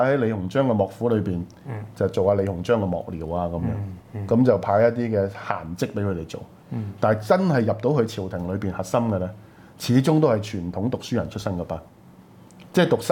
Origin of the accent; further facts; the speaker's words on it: Guangdong, China; 我哋廣東人最出名啦，詹天佑，中國鐵路之父